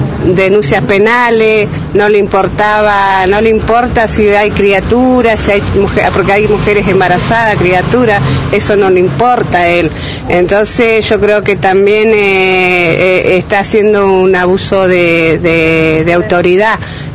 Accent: Cinco Saltos, Río Negro, Argentina; somos de Cinco Saltos, nosotros somos Agrupación Sin Techo

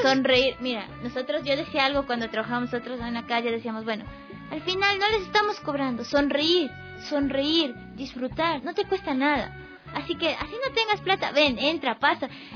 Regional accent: Ecuador; moved away; yo salí de aquí de Ecuador sin mucho dinero

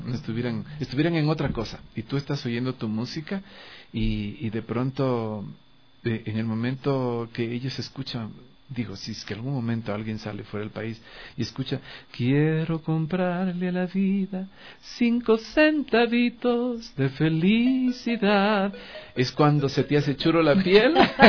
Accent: Ecuador; nosotros somos ecuatorianos que producimos música aquí en Ecuador.

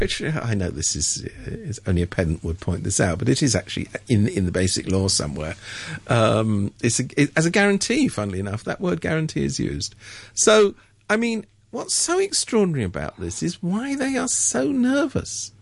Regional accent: England, United Kingdom; I'm from England.

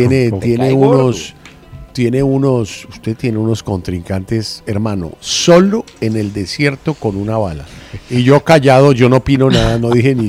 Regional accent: Lebanon; el poder de mi tierra, de los árabes, yo soy libanés.

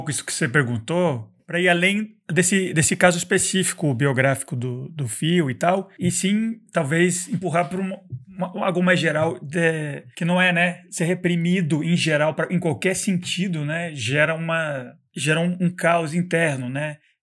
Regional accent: Colombia; quando eu era jovem, a gente na Colômbia, a gente estava numa escola onde tinha... que era católica.

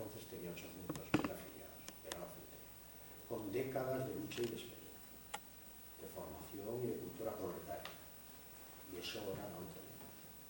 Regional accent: Asturias, Spain; yo también me siento orgulloso de ser asturiano

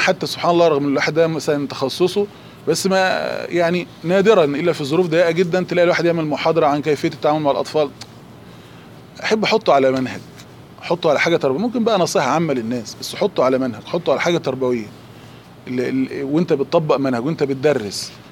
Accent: Egypt; قول عليه عندنا في مصر دهشان.

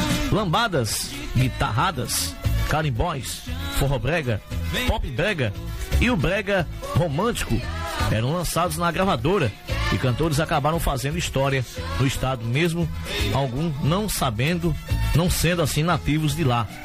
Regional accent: João Pessoa, Paraíba, Brazil; lá em João Pessoa, na minha capital, João Pessoa. Eu que sou paraibano.

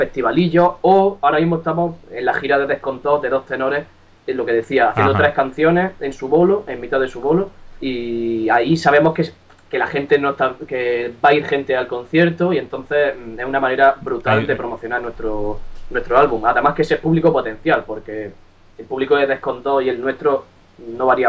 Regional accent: Almería, Andalusia, Spain; now in Madrid, Spain; De abajo de España, perro. Yo soy de Almería, aunque ahora mismo estoy afincado en Madrid.

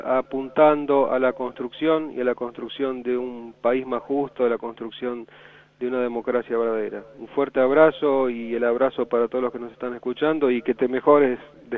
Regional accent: Argentina; Me despido con el deseo de que seamos capaces como argentinos de sancionar en democracia una nueva ley de servicios de comunicación audiovisual

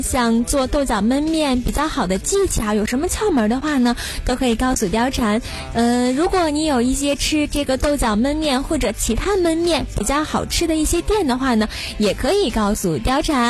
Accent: North China, China; 大家都知道我是北方人

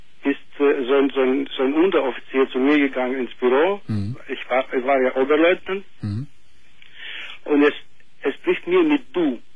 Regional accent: Greece; Nein, ich bin Grieche.

